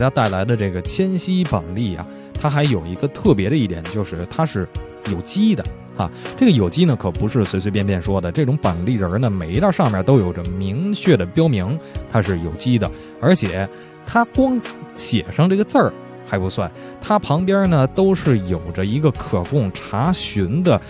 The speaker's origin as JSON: {"language": "Chinese", "region": "Beijing", "country": "China", "said": "所以特别受到咱们北京人的喜欢"}